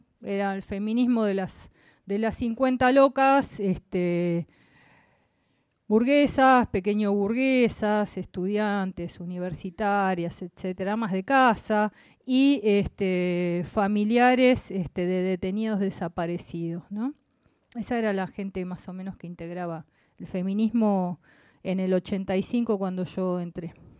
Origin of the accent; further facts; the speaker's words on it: Buenos Aires, Argentina; born there; por línea materna soy uruguaya también. Soy argentina y soy uruguaya. Nací en Buenos Aires.